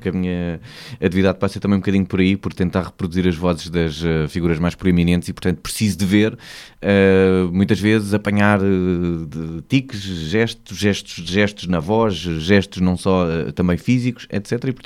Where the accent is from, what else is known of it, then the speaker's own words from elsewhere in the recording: Beja, Alentejo, Portugal; Sou alentejano e sou de Beja, porque o Alentejo é muito grande, é um terço do país.